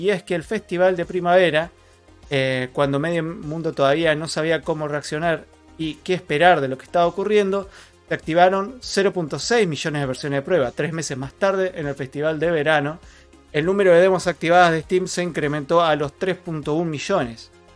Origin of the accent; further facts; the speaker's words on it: Argentina; hoy en Neuquén es insoportable. Y así todo estoy tomando mate. ¿Por qué? Porque soy argentino. Digo, porque soy argentino y no me pienso ir del país.